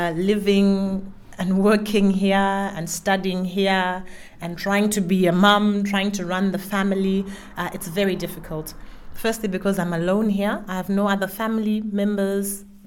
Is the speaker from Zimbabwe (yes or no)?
yes; Zimbabwe; I'm Zimbabwean by birth. I come from Zimbabwe.